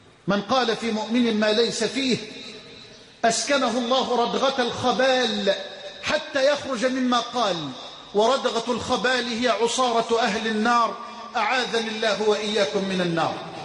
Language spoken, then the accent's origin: Arabic; Egypt; بلدنا مصر